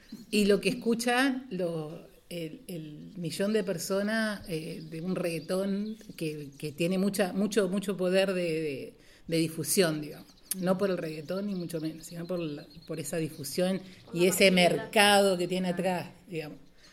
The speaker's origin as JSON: {"language": "Spanish", "town": "Paraná", "region": "Entre Ríos", "country": "Argentina", "said": "somos de Paraná"}